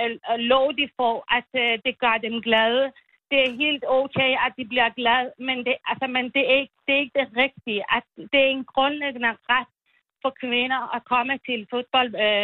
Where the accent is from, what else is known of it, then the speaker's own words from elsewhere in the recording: Iran; Jo, jeg er selv iraner.